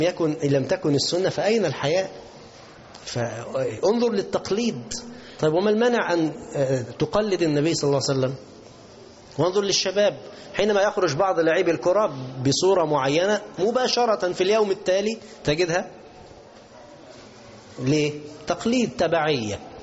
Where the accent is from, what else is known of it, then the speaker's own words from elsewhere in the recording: Egypt; اللي هو بنسميه بز الرجل، كلمة عندنا كمصريين